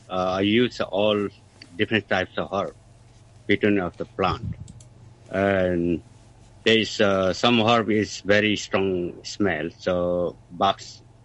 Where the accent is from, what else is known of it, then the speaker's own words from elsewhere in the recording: Assam, India; English is a second language; now in Hong Kong; I'm from India, from Assam.